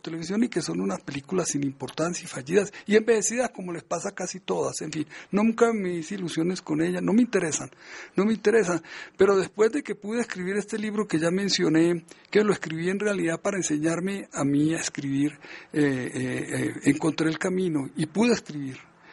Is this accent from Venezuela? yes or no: no; Medellín, Antioquia, Colombia; accent: Antioquian; por el habla colombiana o antioqueña, que es la de mi tierra, la de la ciudad de Medellín.